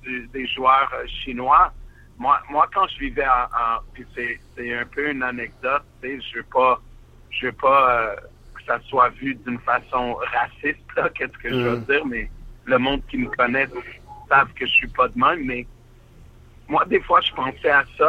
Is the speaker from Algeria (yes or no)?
no; Montreal, Quebec, Canada; j'ai grandi à Montréal, je suis de Montréal, mais j'ai vécu dans beaucoup de villes, comme vous savez, dans beaucoup de places.